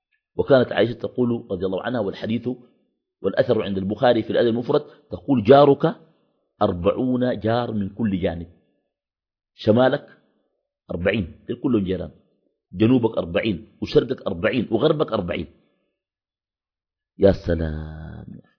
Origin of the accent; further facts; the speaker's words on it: Khartoum, Sudan; بعض الأحياء عندنا في الخرطوم بتكون أحياء مغلقة، ناس بيقنبوا في الشقق وكده